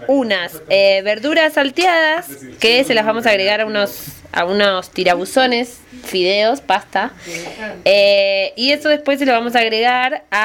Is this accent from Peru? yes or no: no; Argentina; now in Buenos Aires, Argentina; soy de Argentina, del sur de Argentina, pero hace 5 años que vivo en Capital Federal, Buenos Aires.